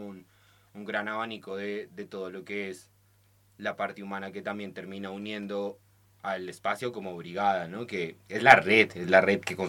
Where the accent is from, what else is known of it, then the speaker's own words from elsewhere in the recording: Colombia; now in Argentina; No soy de acá, soy de Colombia, entonces la situación de los incendios para mí es novedosa desde que vivo acá.